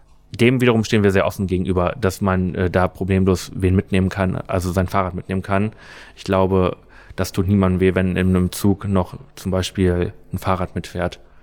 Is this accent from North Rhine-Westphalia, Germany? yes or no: no; Lower Saxony, Germany; ich komme aus Niedersachsen, da haben die Schülerinnen und Schüler alle Monatstickets bekommen